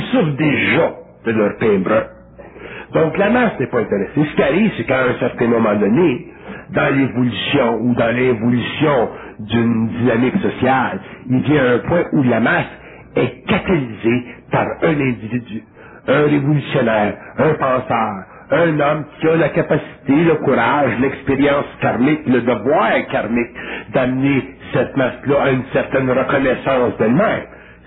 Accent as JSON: {"language": "French", "region": "Quebec", "country": "Canada", "said": "je viens du Canada québécois, ou du Canada."}